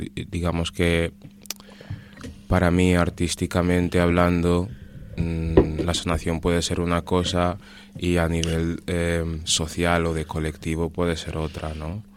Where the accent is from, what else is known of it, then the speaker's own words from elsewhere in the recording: Annobón, Equatorial Guinea; en mi caso, soy, por un lado, soy anobonés y por otro lado soy bubi.